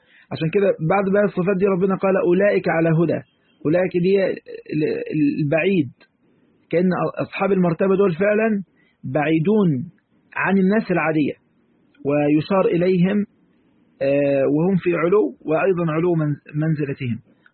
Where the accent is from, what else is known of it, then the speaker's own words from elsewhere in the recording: Egypt; عارفين كلمة حلواني عندنا في مصر